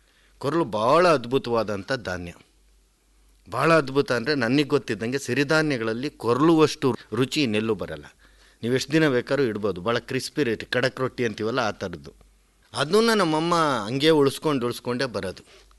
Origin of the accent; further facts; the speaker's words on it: Madhugiri, Karnataka, India; ನಾನು ಮೂಲತಃ ರಾಯಲ್ಸೀಮಾ ಕಡೆನೂ ಮಧುಗಿರಿ, ಇದು ಬರೀ ಜಾಲಿ ಮರ ಬಿಟ್ಟರೆ ನಿಮಗೇನು ಕಾಣಲ್ಲ.